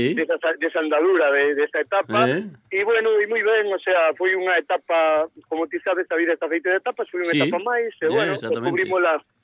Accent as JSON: {"language": "Galician", "region": "Galicia", "country": "Spain", "said": "precisamente esta vez tocou o viño do Ribeiro, da comarca de Ourense, da miña terra"}